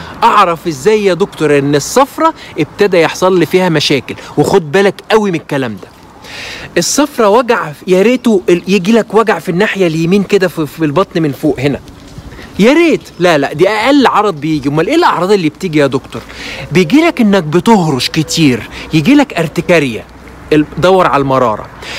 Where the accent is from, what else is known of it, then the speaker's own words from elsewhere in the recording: Egypt; احنا عندنا في مصر بنسميه فجل